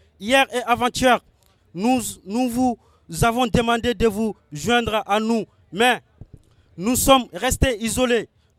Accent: Mali; now in Paris, France; je suis malien, je suis un jeune étranger isolé.

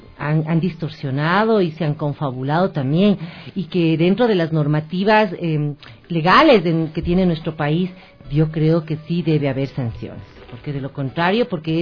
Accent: Ecuador; somos ecuatorianos, como dice, todos vivimos en este país del Ecuador, de la mitad del mundo

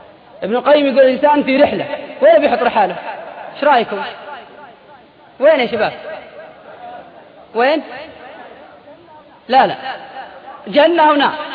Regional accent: Al-Qassim, Saudi Arabia; تلقى الواحد عندنا في القصيم قاعد بين بريدة وعنيدة

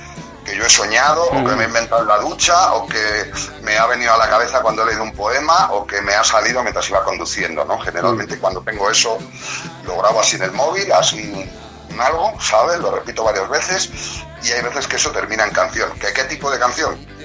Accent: Bustarviejo, Community of Madrid, Spain; iba teniendo relación con músicos de aquí, de mi pueblo, de Bustar Viejo

